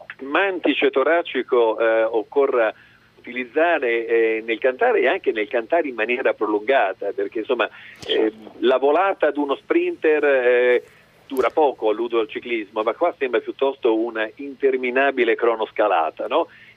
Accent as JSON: {"language": "Italian", "region": "Emilia-Romagna", "country": "Italy", "said": "Anche io vorrei levare finalmente, levare un po' e dire sono romagnolo."}